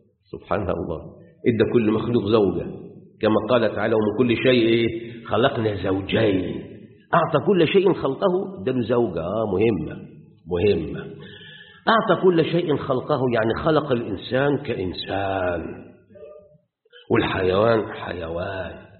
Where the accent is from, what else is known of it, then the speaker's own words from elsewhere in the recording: Egypt; واحنا بالذات مصريين عندنا جميع ازواج النبات، ابل وبحر